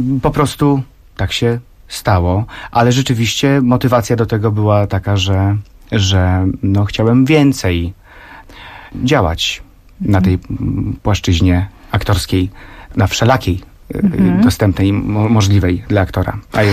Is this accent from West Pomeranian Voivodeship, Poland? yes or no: yes; Szczecin, West Pomeranian Voivodeship, Poland; jestem ze Szczecina, więc jak się przedstawiałem, to już to było słychać, prawda?